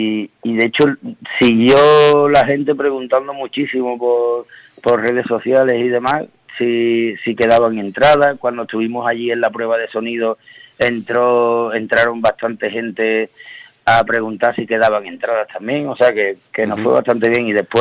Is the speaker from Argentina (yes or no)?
no; Seville, Andalusia, Spain; claro, por nuestra procedencia, somos de Sevilla, entonces hemos tocado con mucha gente que, bueno, que no tiene nada que ver con el rock.